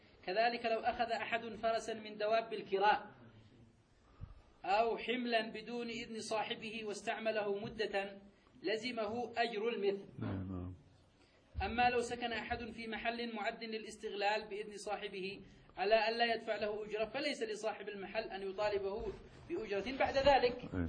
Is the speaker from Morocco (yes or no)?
no; Yemen; شيخنا الآن هذا يحصل مثلا عندنا في اليمن، هذا موجود